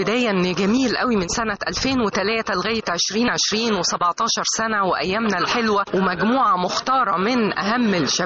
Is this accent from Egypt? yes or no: yes; Egypt; الاغاني اللي ليها علامات مميزه في حياتنا كلنا كمصريين او في الوطن العربي